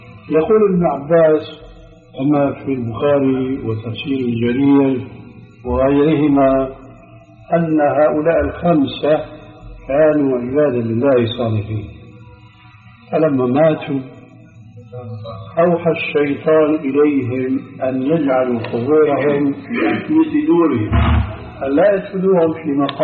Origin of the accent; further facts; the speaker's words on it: Syria; وكما يقولون عندنا في الشام حطينا رجلينا مي بارد